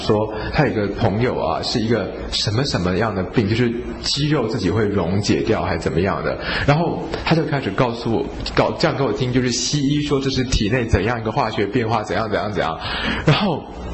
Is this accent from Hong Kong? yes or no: no; Taiwan; 我们台湾人啊长到今天，其实我们许许多多的台湾人都是所谓的水果宝宝啊，就是从小到大吃了很多水果